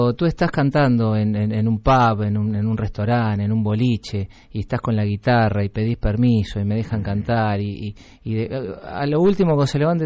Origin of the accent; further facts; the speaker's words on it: Uruguay; moved away; Cuando crucé el charco, vine acá a cantar chacareras, milongas, tangos, candombes, zambitas de mi país. Soy un uruguayo que la viene a luchar.